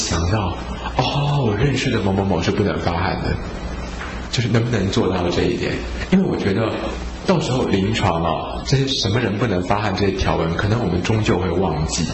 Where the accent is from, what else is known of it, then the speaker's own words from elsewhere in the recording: Taiwan; 我们台湾人啊都很寒啊，吃很多青菜水果